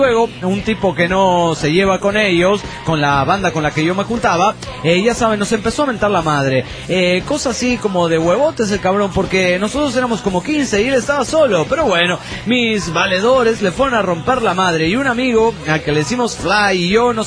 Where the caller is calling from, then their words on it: Mexico City, Mexico; del DF mexicano.